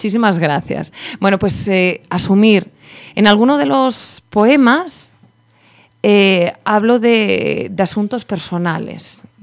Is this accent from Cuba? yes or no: no; Spain; pues estaban durmiendo una siesta, que somos españoles, claro.